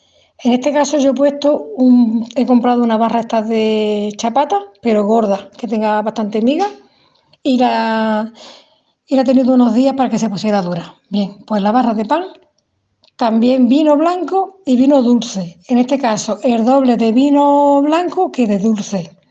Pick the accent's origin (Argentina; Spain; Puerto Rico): Spain; El Puerto de Santa María, Andalusia; Típicas de mi pueblo, del puerto de Santa María, Cádiz.